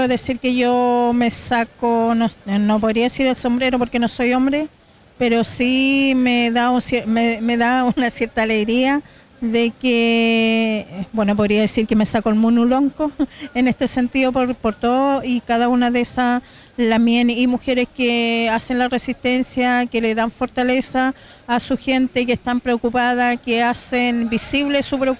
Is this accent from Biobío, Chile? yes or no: no; Temuco, Araucanía, Chile; Vengo de Temuco y soy parte de la Casa Autogestionada de Mujeres de Gulumapu